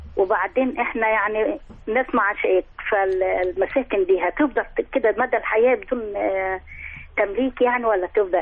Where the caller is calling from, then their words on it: Minya, Minya Governorate, Egypt; من المنيا.